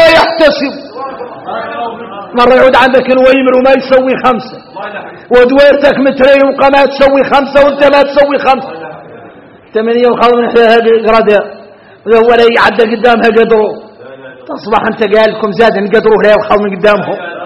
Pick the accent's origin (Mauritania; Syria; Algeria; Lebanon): Mauritania; شوفوا احنا موريتاني